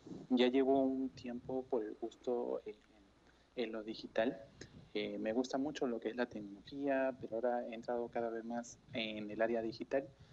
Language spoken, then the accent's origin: Spanish; Chile; now in Peru; Originalmente no soy peruano, soy de Chile.